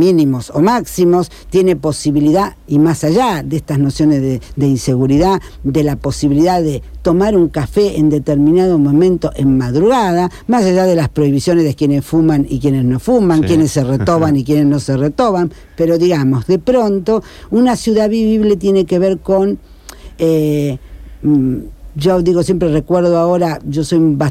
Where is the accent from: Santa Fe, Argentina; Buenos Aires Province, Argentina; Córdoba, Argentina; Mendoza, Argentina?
Santa Fe, Argentina; Rosario; somos rosarinos y porteños, digamos, también tenemos una identidad.